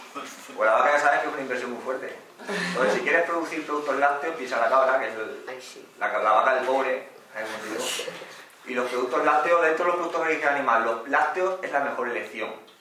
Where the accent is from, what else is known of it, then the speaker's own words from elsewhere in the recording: Dehesa, Spain; yo vengo de la zona de la Dehesa